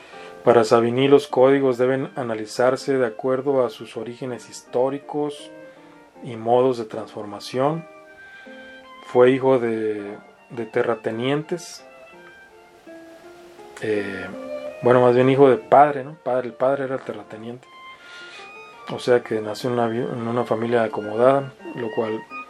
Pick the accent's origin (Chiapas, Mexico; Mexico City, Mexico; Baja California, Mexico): Baja California, Mexico; Mexicali; Yo que soy oriundo de Mexicali, el norte de México, cuando vuelvo a Mexicali de pronto noto palabras nuevas o expresiones nuevas.